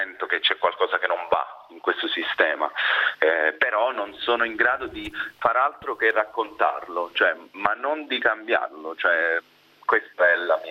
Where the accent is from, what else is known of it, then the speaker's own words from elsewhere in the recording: Chieti, Abruzzo, Italy; also born or lived in Vasto; non sono nato ad Acitrullo, però sono nato a Chieti, cioè a Vasto, è cresciuto a Chieti, in Abruzzo, dove è ambientato il film.